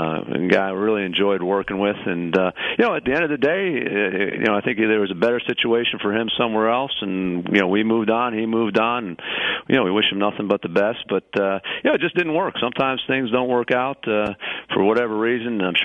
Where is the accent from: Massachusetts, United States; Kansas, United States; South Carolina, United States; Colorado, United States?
Massachusetts, United States; all the players in the offensive room knew that I was from Massachusetts